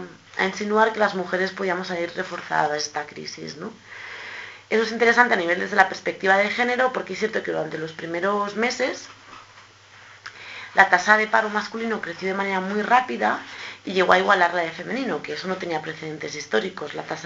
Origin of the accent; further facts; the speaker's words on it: Catalonia, Spain; en el caso de Cataluña, que es de donde yo vengo